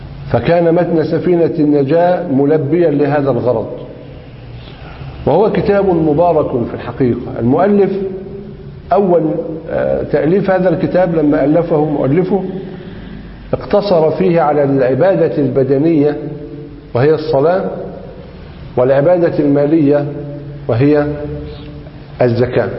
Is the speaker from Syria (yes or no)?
no; Egypt; لذلك هو مذهب غالب في بلدنا مصر